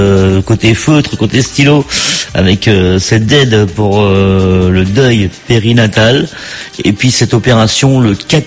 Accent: France; on vient chez nous en France trouver des très bons médecins, parce qu'on a de très bons médecins

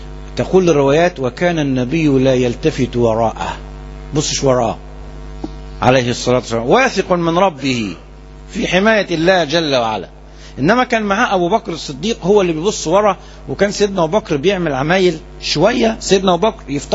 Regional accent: Alexandria, Alexandria Governorate, Egypt; احنا كلنا اسكندرانية

